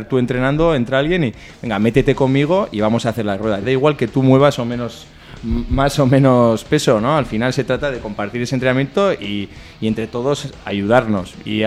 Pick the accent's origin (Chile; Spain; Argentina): Spain; Barañáin, Navarre; now in Sarriguren, Spain; Yo ahora estoy viviendo en Sarriguren, aunque soy de Barañáin